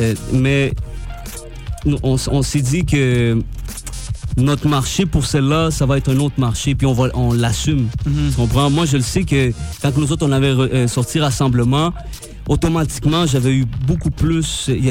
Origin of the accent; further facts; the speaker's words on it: Montreal, Quebec, Canada; Mais tu sais, je veux dire, on vient de Montréal.